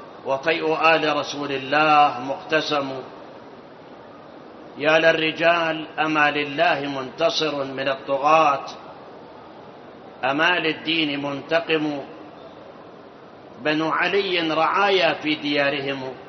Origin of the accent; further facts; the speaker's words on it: Karbala, Karbala Governorate, Iraq; أنا أذكر أيام الشباب، احنا من كربلاء كنا نروح مثلا مواكب عزيات 10 20 30 موكب، واحنا معه الى الكاظمية.